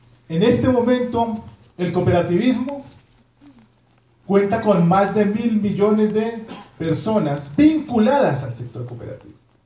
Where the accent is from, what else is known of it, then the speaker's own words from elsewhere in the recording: Colombia; como colombianos estamos siempre a mirar la ley